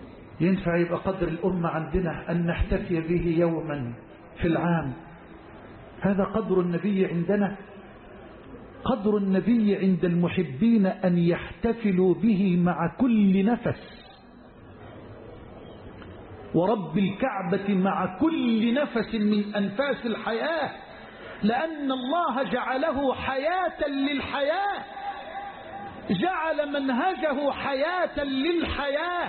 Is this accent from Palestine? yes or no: no; Egypt; واجعل بلدنا مصر أمنا أمانا سخاء رخاء